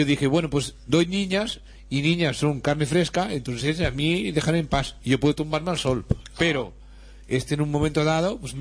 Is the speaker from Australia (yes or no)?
yes; Australia; Spanish is a second language; soy de Australia. Pero sí. Mi padre fue de Holanda.